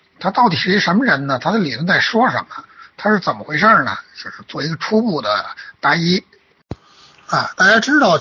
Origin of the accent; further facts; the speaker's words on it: China; 我们中国人哈，在生活工作中